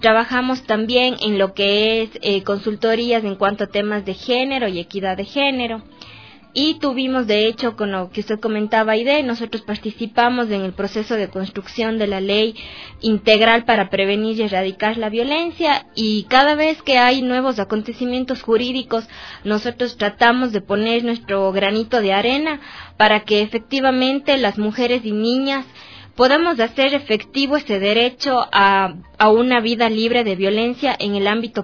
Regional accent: Cuenca, Azuay, Ecuador; mi acento me delata y Daide también ya les contó que yo soy de Cuenca.

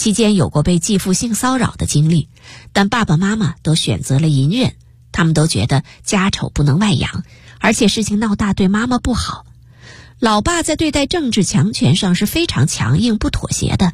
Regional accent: Taiwan; also born or lived in United States; 我出生在美国，回台湾后由于老爸不喜欢台湾，所以坚决不给我办台湾户口

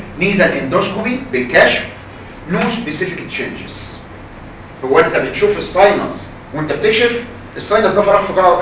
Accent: Egypt; وعندنا في مصر كتير قوي

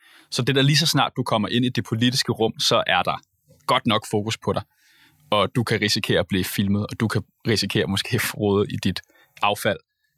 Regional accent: Capital Region of Denmark, Denmark; Jeg er selv fra Bornholm, og har gået og samlet skrald på det folkemøde en masse gange.

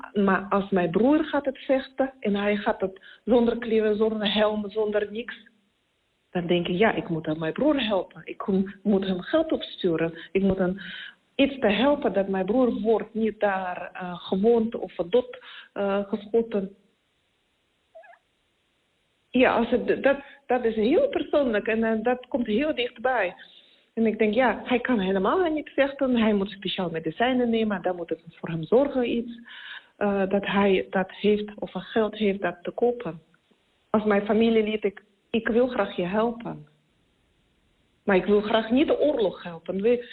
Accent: Siberia, Russia; Dutch is a second language; moved away as an adult; now in Netherlands; ik kom uit Rusland, uit Siberië. En ik woon in Nederland 5 jaar.

